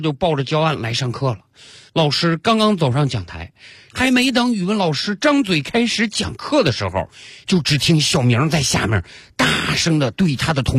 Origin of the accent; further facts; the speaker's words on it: Northeast China, China; now in Shanghai, China; 本人东北人一个，久居上海多年，不过我们东北人的特点我是一点都没改。